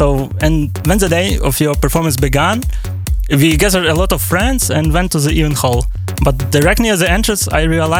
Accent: Lviv, Lviv Oblast, Ukraine; English is a second language; I already was on some gigs of Euro in Kyiv, but this time we didn't have to travel so far because we are from Lviv.

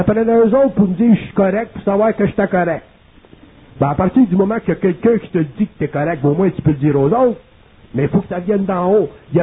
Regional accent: Quebec, Canada; Puis on est des Québécois

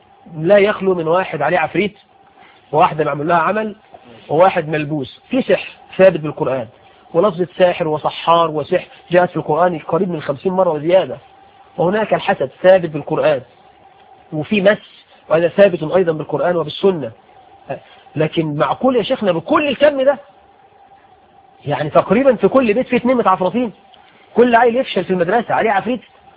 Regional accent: Egypt; عندنا في عرفنا كمصريين

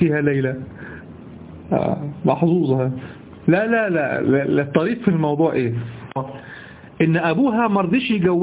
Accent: Egypt; ما نستعمله نحن في دارجتنا المصرية

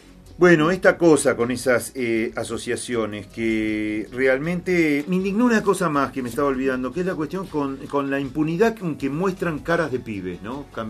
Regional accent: Buenos Aires, Argentina; Ah, mire, buenos que somos nomás los porteños.

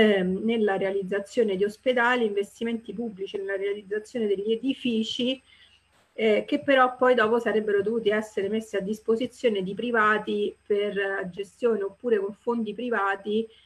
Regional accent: Rome, Lazio, Italy; Villa Panfili, per chi non la conosce, io sono romana

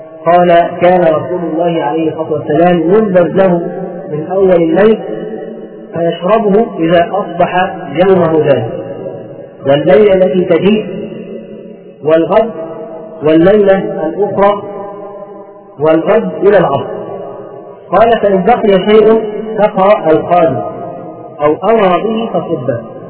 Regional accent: Egypt; بيسموه عندنا في مصر

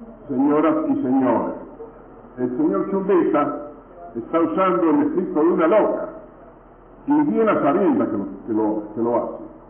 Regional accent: Lavalle, Mendoza, Argentina; acá en Mendoza, por el sol, yo soy de Lavalle, ahí nací en el negro

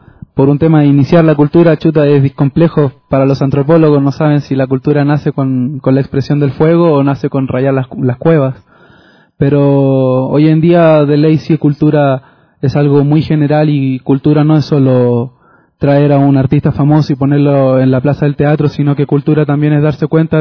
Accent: Chile; now in Quito, Ecuador; salí de Chile diciendo voy a ir a Quito a hacer un centro cultural

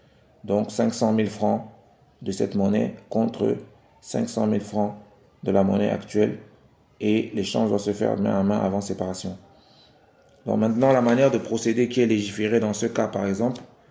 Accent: Cameroon; Comme c'est le cas ici chez nous, au Cameroun

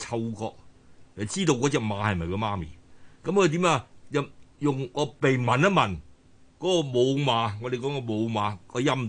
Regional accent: China; 但我哋中國人咧，將個孝咧擴充到將佢擴展延伸

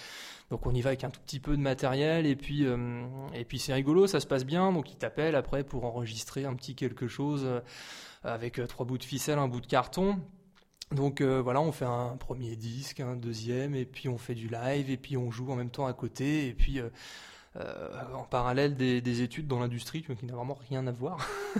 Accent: Montargis, Centre-Val de Loire, France; now in Orléans, France; j'ai déménagé sur Orléans pour ça, en fait, parce que je suis originaire de Montargis initialement.

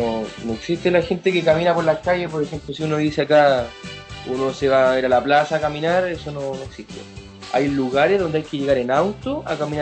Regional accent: Chile; Bueno, principalmente era llamativo mi acento, porque sabían que yo era extranjero, y me preguntaba dónde era. Yo le decía de Chile.

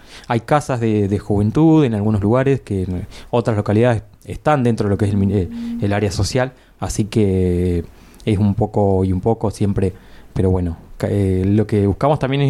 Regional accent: La Adela, La Pampa, Argentina; Particularmente yo vengo de La Adela y tengo Río Negro pegadito

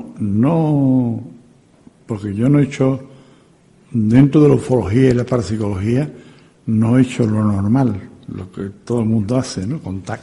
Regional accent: Seville, Andalusia, Spain; Yo soy sevillano, soy andaluz, y me siento muy orgulloso de ser sevillano y andaluz.

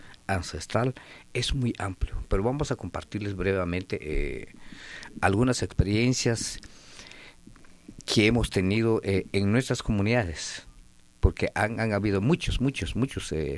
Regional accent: Quetzaltenango, Guatemala; vengo de la Nación MAM, del departamento de Quetzaltenango

